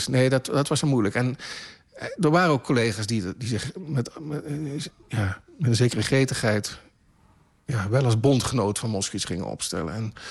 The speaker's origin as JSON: {"language": "Dutch", "region": "Limburg", "country": "Netherlands", "said": "Er zijn mensen die je in de gaten hield als Limburger. Dat doen Limburgers."}